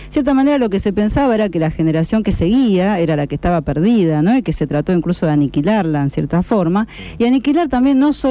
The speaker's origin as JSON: {"language": "Spanish", "town": "Rosario", "region": "Santa Fe", "country": "Argentina", "tie": "born or raised there", "said": "Usted sabe que yo soy rosarina de Central."}